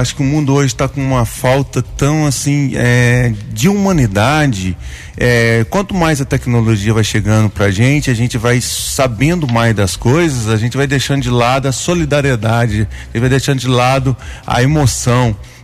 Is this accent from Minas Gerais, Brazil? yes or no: yes; Guaranésia, Minas Gerais, Brazil; born there; eu nasci aqui em Guaranésia mesmo, filho